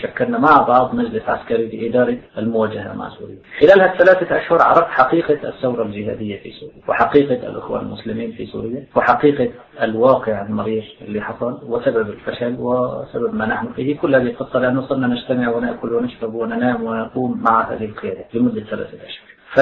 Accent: Baghdad, Baghdad Governorate, Iraq; فاختاروني أنا وأخ آخر من بغداد وألحقونا في الفريق

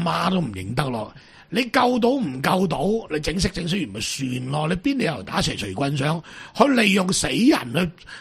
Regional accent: China; 即系日本仔系比我哋中国人有义气嘅喺度，系咪先？

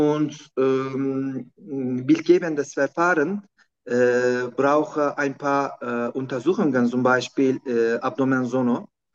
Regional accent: Turkey; German is a second language; Ich komme aus der Türkei.

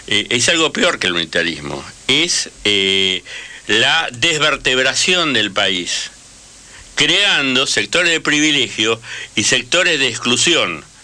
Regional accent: Catamarca, Argentina; O claro, Catamarca, de donde soy.

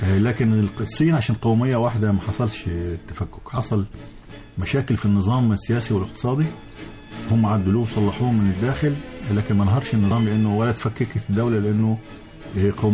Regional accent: Egypt; زي ما كان بيحصل عندنا في مصر

